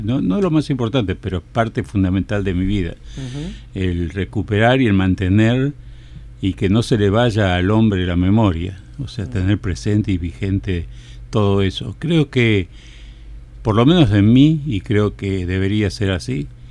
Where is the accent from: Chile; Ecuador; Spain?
Spain; Galicia; él era galleguayo y yo soy gallego.